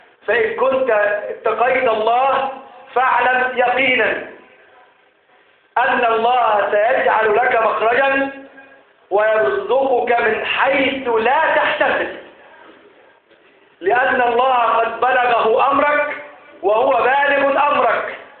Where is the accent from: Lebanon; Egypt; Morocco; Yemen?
Egypt; اجعل بلدنا مصر بلدا آمنا سقاء رخاء وسائر بلاد المسلمين يا رب العالمين.